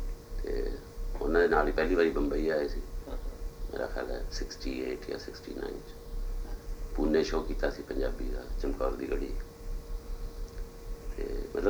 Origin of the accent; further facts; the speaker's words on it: Patiala, Punjab, India; also born or lived in Ambala; ਮੈਂ ਜੰਮਿਆ ਤਾਂ ਸੀਗਾ ਅੰਬਾਲੇ, ਅਤੇ ਉਸ ਤੋਂ ਬਾਅਦ ਮੈਂ ਅੰਬਾਲਾ ਕਹਿੰਦਾ ਨਹੀਂ, ਮੈਂ ਕਹਿੰਦਾ ਪਟਿਆਲਾ ਹੀ, ਕਿਉਂਕਿ ਮੈਂ ਰਿਹਾ ਪਟਿਆਲੇ, ਪਿੰਡ ਰਿਹਾ, ਫਿਰ ਕਾਲਜ ਵੀ ਉੱਥੇ ਪਟਿਆਲੇ ਕੀਤਾ।